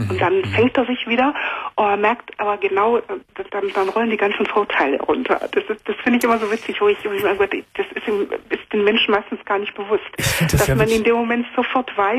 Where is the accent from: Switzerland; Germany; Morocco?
Germany; also born or lived in Cameroon; Also ich bin in Kamerun geboren und bin mit 5,5 Jahren nach Deutschland gekommen. Mhm. Meine Mutter war mit einem Deutschen verheiratet und seitdem bin ich hier.